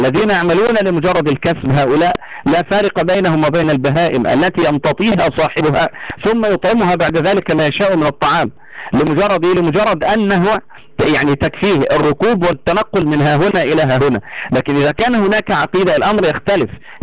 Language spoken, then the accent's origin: Arabic; Egypt; يعني مثلا لو أنك نظرت إلى ما يعرف عندنا في مصر باسم أبو كريفة